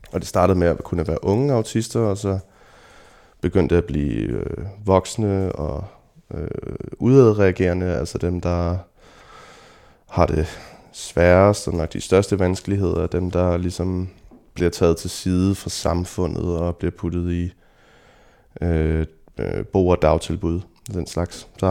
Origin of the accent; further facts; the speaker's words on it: Kikkesåby, Zealand, Denmark; also born or lived in Copenhagen; jeg blev født i København, men at jeg har vokset op ude i Lejre Kommune i en lille landsby, der hedder Kikkesåby, hvor jeg tilbragte mange af de første år af mit liv.